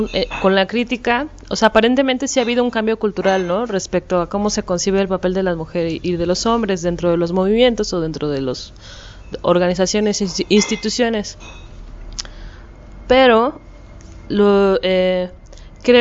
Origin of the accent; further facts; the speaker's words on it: Mexico; pues yo soy de México y eso lo viví en Chiapas, ¿no?